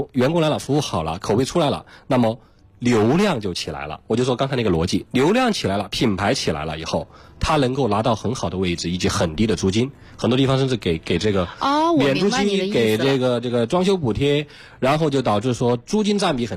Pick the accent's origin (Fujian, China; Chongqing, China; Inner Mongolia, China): Chongqing, China; 因为我重庆人啊